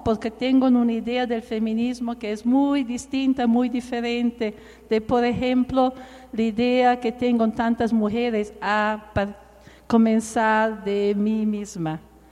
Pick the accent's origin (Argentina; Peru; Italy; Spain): Italy; born there; Spanish is a second language; yo nací en Italia en el periodo, en los años después de la Segunda Guerra Mundial.